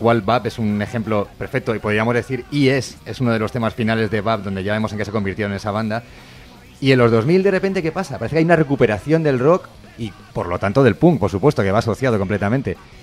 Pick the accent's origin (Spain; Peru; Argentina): Spain; Madrid, Community of Madrid; Soy de Madrid y a mí estoy gratamente sorprendido por la cantidad de bandas buenas.